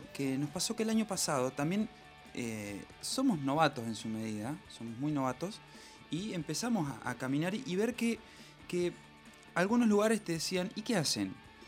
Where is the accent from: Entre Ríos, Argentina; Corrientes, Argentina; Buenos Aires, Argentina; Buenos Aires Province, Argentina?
Entre Ríos, Argentina; a Entre Ríos, me acuerdo que presentarlo allá fue todo para mí personalmente, porque fue volver a mi pueblo con una banda que...